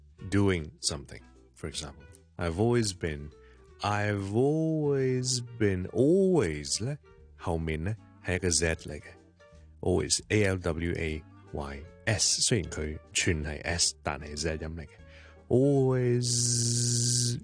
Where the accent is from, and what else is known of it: Hong Kong; accent: Cantonese